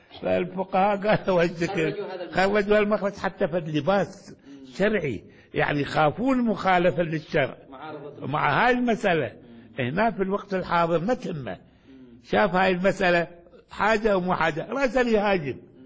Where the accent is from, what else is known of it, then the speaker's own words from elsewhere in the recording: Baghdad, Baghdad Governorate, Iraq; ولذلك كان في عندنا في بغداد